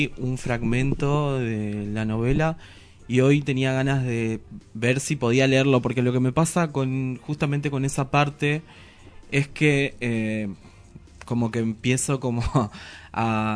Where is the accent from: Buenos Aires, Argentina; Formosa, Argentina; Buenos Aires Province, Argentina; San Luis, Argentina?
Formosa, Argentina; Ibarreta; la infancia en mi pueblo, en Ibarreta, en la provincia de Formosa.